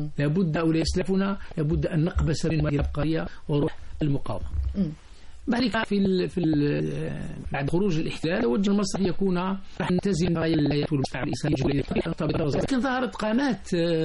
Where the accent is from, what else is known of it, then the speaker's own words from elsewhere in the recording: Algeria; نحن عندنا في الجزائر عادة في السوق الأسبوعي يذهب الناس فيجدون شخصا يسمى الجوال